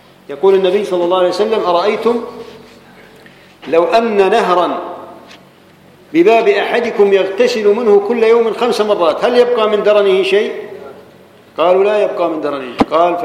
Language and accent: Arabic; Jordan; احنا عندنا في الاردن